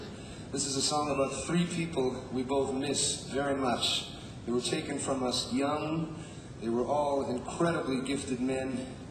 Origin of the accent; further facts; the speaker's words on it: Winnipeg, Manitoba, Canada; We grew up in Winnipeg together. We've known each other at least 25 years or so.